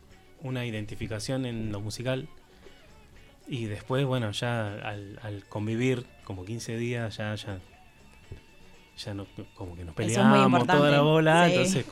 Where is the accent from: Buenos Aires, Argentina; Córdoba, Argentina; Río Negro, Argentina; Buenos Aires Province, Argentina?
Río Negro, Argentina; Bariloche; yo soy de Bariloche y mi vieja vive en el Bolsón y siempre voy los veranos allá.